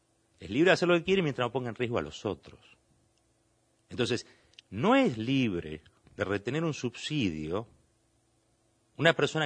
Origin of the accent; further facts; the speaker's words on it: Argentina; ¿Somos solidarios los argentinos?